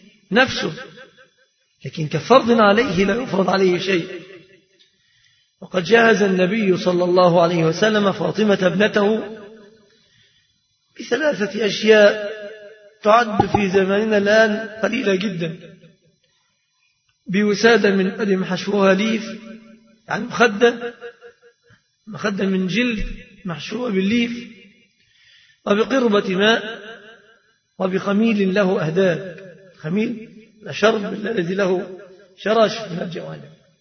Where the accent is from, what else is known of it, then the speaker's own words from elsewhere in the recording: Egypt; فهذه صورة الصداق عند الغالبية العظمى في بلادنا مصر